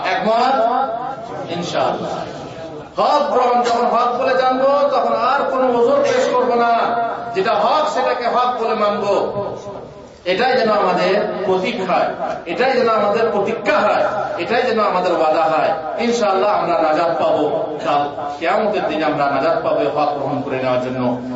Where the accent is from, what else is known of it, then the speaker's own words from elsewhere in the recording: Bardhaman, West Bengal, India; moved away as an adult; also born or lived in Uttar Pradesh; আমার হচ্ছে পশ্চিম বাংলা, বর্ধমানে আমার বাড়ি, শিক্ষা দীক্ষা বর্ধমানে, তারপর উত্তরপ্রদেশে, উত্তরপ্রদেশ থেকে স্কলারশিপ নিয়ে মদিনা ইউনিভার্সিটিতে পড়াশোনা করেছি।